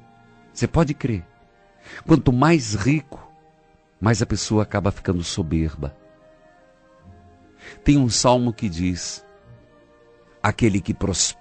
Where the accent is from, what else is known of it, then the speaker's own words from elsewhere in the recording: Paraíso do Norte, Paraná, Brazil; Um abraço a todo o povo de São Carlos do Ivaí, perto da minha cidade natal, Paraíso do Norte.